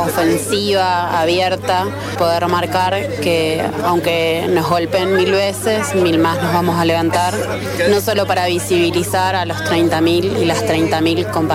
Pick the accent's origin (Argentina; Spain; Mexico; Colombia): Argentina; Bariloche, Río Negro; Yo crecí en Bariloche, ahora estoy volviendo a vivir en mi familia directa.